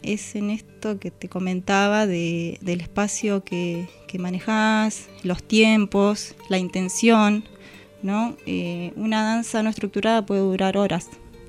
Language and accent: Spanish; Berisso, Buenos Aires Province, Argentina; Y yo, no, soy de Berisso.